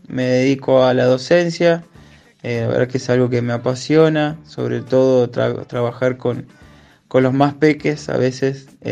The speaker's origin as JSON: {"language": "Spanish", "town": "Chamical", "region": "La Rioja", "country": "Argentina", "lives_now": "El Bolsón, Argentina", "said": "soy de Chamical, de un pueblo de La Rioja, y vivo actualmente en Río Negro, en el Bolsón."}